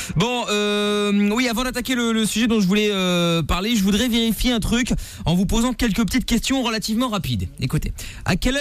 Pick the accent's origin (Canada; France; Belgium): Belgium; Et bon, bah, vous le savez, donc forcément, je suis belge